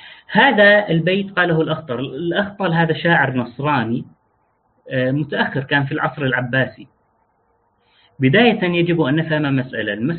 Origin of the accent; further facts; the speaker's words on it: Deir ez-Zor, Deir ez-Zor Governorate, Syria; moved away; also born or lived in Jordan / Damascus; أنا من دير الزور على سبيل المثال، وعشت فترات طويلة من عمري خارج مدينتي، فإذا سمعت مني كلاما لا تقل أهل الدير يقولون كذا. ليش؟ لأن لهجتي هذه لغتي اختلطت بلغات أخرى